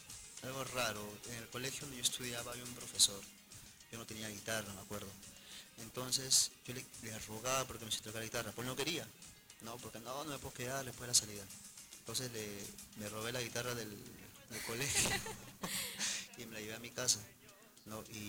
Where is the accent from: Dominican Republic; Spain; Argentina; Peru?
Peru; La Perla, Callao; also born or lived in Bellavista; Bueno, desde niño en La Perla, de ahí cuando comencé con la música comencé a viajar, ¿no?